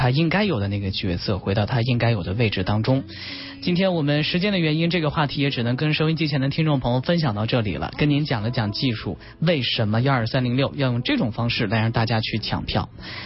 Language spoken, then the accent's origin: Chinese; Lanzhou, Gansu, China; 我是出生在甘肃兰州，兰州是一个移民的城市，我的父亲和母亲他们都是从河南和河北国支援大西北建设移到那边去的。就从小对于我来说，那个地方就是我的家